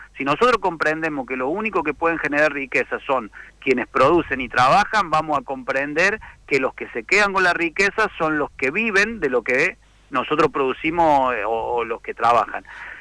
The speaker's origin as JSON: {"language": "Spanish", "town": "Colonia Caroya", "region": "Córdoba", "country": "Argentina", "tie": "born or raised there", "said": "yo recuerdo mi niñez, mi infancia ahí en Colonia Carolla y la casa que ahora tiene mi mamá"}